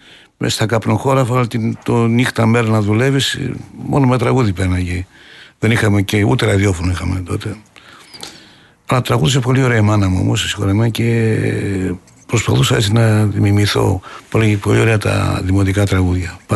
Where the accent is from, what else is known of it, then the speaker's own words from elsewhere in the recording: Doumpia, Central Macedonia, Greece; γιατί το χωριό μου βγάζει ένα καταπληκτικό νερό, τα Δουμπιά